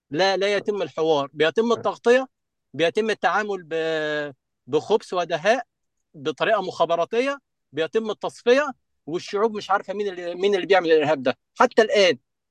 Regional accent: Egypt; عندنا في مصر مشاكل مع جماعات مثلا تنظيم الدوله

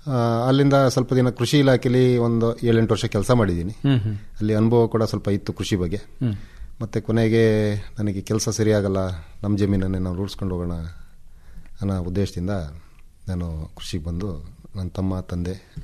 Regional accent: Halligadde, Karnataka, India; ನಾವು ಮೂಲತಃ ಕೃಷಿ ಕುಟುಂಬದಿಂದ ಬಂದವರು. ನನ್ನ ಊರು ಹಳ್ಳಿಗದ್ದೆ ಅಂತ, ಐಗೂರು ಗ್ರಾಮ, ಸಕಲೇಶಪುರ ತಾಲೂಕಲ್ಲಿದೆ. ಸಕಲೇಶಪುರದಿಂದ ಒಂದು 30 ಕಿಲೋಮೀಟರ್ ದೂರ, ಅಂದರೆ ಹತ್ರ ಕೊಡಗಿಗೂ ನಮ್ಮ ಹಾಸನ ಜಿಲ್ಲೆಗೂ ಬಾರ್ಡ್ರು, ಒಂದು 10 ಕಿಲೋಮೀಟರ್ ಬಾರ್ಡ್ರಲ್ಲಿ ನಮ್ಮ ಗ್ರಾಮ ಬರುತ್ತೆ.

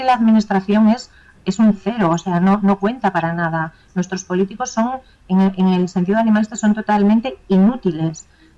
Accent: Spain; es cierto que siempre somos españoles

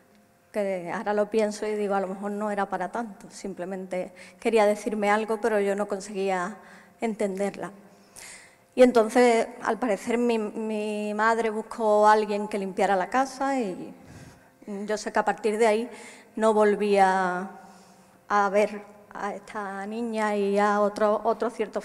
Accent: Huelva, Andalusia, Spain; por tanto, soy de Huelva

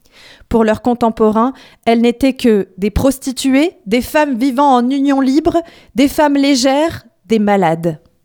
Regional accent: Tunisia; En tant que Tunisienne, j'ai été travaillée par son engagement

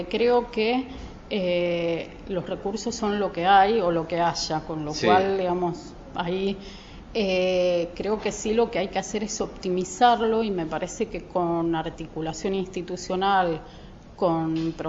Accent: Moreno, Buenos Aires Province, Argentina; si bien nací en Moreno y sigo viviendo en Moreno.

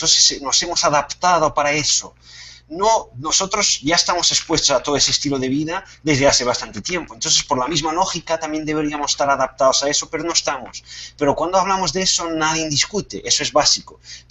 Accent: Portugal; Spanish is a second language; perdonen mi malo castellano, pero soy portugués.

